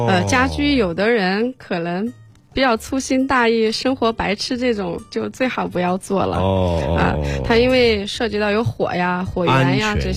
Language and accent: Chinese; Sichuan, China; 我是南方人， 哦、 我是四川人，